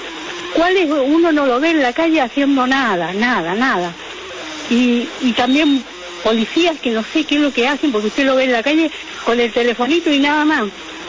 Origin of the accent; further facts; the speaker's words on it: Libertad, Buenos Aires Province, Argentina; Queridos primos … de Libertad.